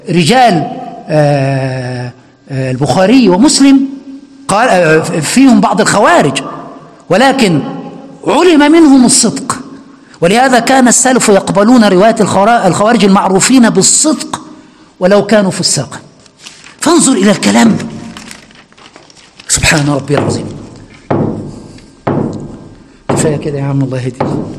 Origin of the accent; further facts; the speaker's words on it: Egypt; عندنا في مصر يقولوا، إحنا بنقول على الليمون الليمون.